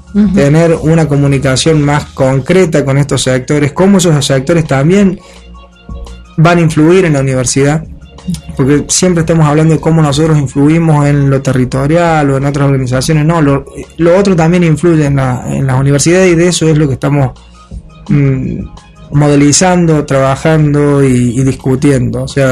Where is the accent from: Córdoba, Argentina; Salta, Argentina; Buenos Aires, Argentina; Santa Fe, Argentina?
Córdoba, Argentina; now in Europe; aunque yo soy argentino, como se escucha un poquito el acento, soy cordobés, pero ya hace muchos años que estoy en Europa trabajando en estas temáticas.